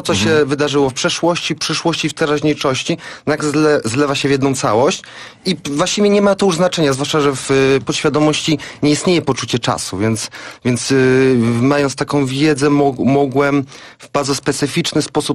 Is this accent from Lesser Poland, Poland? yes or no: yes; Tarnów, Lesser Poland, Poland; Jestem z Tarnowa i też mieszkam teraz w Tarnowie.